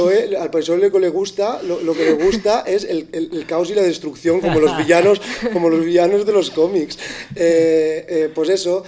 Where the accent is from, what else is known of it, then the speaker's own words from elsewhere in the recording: Benissa, Valencian Community, Spain; yo soy de Benissa